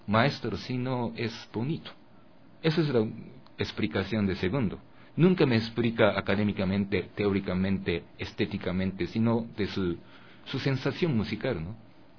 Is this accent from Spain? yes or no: no; Japan; Spanish is a second language; yo vengo de Japón, y cuando yo tengo alguna inspiración de esa cultura ecuatoriana, pero dentro de mí todavía hay algo que escuché cuando yo era bebé en Japón.